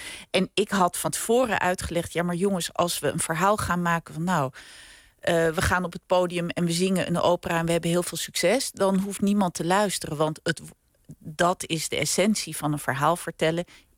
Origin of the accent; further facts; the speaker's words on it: Edam, North Holland, Netherlands; Ja, ik ben opgegroeid in Edam.